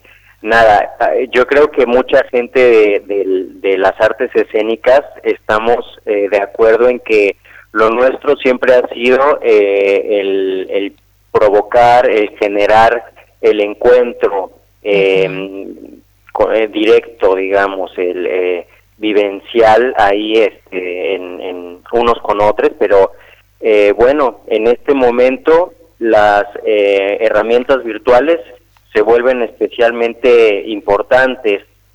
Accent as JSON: {"language": "Spanish", "region": "Mexico City", "country": "Mexico", "lives_now": "Argentina", "said": "yo soy de la Ciudad de México. Pero la compañía nació hace ya 13 años en la Ciudad de México, donde vivimos durante muchos años"}